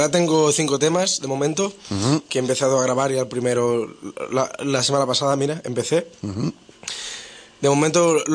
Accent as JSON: {"language": "Spanish", "region": "Catalonia", "country": "Spain", "said": "yo soy del Delta del Ebro, que es un pueblo muy tranquilo del sur de Cataluña"}